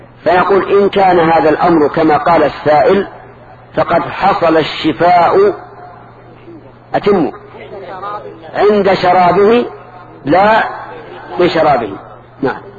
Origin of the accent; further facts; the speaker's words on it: Najd, Saudi Arabia; هذا السؤال الذي يسمى عندهم القحدد يسمى عندنا في نجد الشهاقة